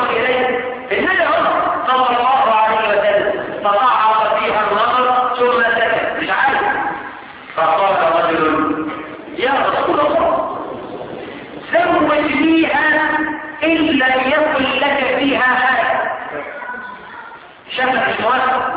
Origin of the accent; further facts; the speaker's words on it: Egypt; احنا كمصريين عندنا مثل يوافق الشرع